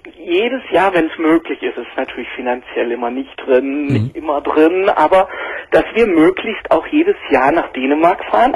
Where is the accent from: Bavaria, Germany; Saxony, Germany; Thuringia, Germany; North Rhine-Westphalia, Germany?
Saxony, Germany; Dresden; born there; Ich bin sogar in Dresden geboren.